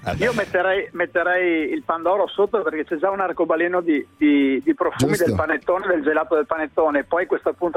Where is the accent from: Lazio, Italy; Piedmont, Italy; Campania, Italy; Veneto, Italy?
Veneto, Italy; Bovolone; born there; Io ne ho fatto una che si chiama, l'ho dedicata al mio paese di nascita, si chiama Il Bovolone.